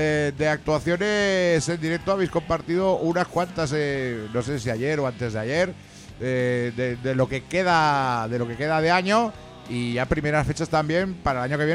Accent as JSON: {"language": "Spanish", "town": "Jerez", "region": "Andalusia", "country": "Spain", "said": "Ah, que es de Jerez también él."}